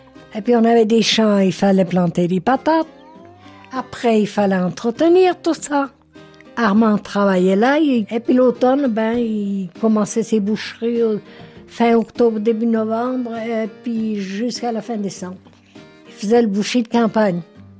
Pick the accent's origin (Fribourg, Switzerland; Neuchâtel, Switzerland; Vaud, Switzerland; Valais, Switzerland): Fribourg, Switzerland; Chandon; born there; Je suis née dans un petit village de la commune de Lille qui s'appelle Chandon le 27 mai 1925.